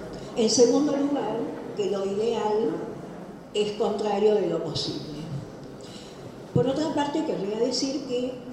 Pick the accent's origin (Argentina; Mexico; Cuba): Argentina; Buenos Aires; nací en Caballito, viví en Caballito y vivo en Caballito. Y provengo de dos familias maternas y paternas de Caballito.